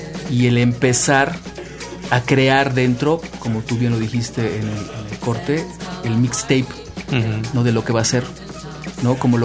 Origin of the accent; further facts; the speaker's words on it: Mexico City, Mexico; nosotros somos del Distrito Federal